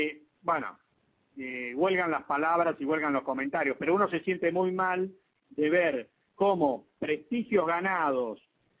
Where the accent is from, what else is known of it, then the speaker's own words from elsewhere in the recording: Argentina; como somos argentinos, nosotros tenemos el estigma de que no podemos hacer nada bien